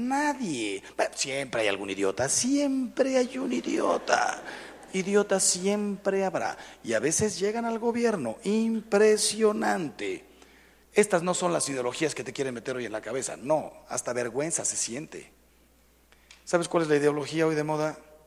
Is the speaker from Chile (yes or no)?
no; Mexico; Yo le dije, ¿sabes qué? Soy mexicano.